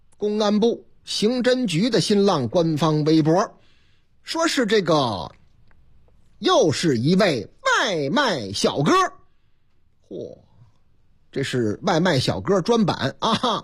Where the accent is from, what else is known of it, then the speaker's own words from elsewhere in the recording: Beijing, China; accent: Old Beijing; 精致的利己主义者用咱们家乡话叫什么呢？